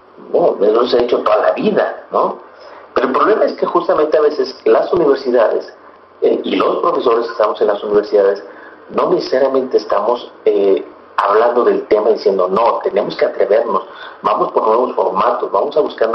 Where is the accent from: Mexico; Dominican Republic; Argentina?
Mexico; ese reto que tenemos nosotros como sociedad mexicana